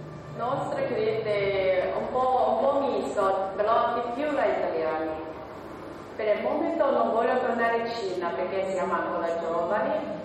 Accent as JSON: {"language": "Italian", "country": "Slovakia", "second_language": "Italian", "moved": "as an adult", "lives_now": "Italy", "said": "Io sono della Slovacchia, sono della Giombeo."}